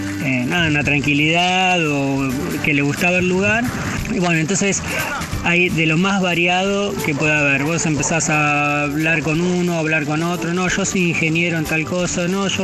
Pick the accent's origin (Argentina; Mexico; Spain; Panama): Argentina; Buenos Aires Province; Y vivir acá creo que es, me recuerda mucho a mi infancia, lo que era, yo vengo de Buenos Aires, provincia de Buenos Aires